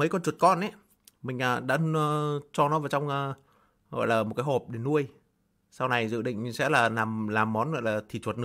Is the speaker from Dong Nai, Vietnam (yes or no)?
no; Co Loa, Hanoi, Vietnam; À, mình ở Cổ Loa Đông Anh bạn ơi. Hà Nội nhá. Thành phố Hà Nội. Thành phố Hà Nội, huyện Đông Anh. Xã Cổ Loa.